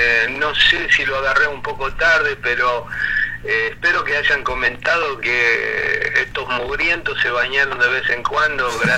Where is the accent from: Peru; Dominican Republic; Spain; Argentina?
Argentina; Rosario, Santa Fe; Sí, seguro que me sacan mano porque soy rosarino, esos porteños.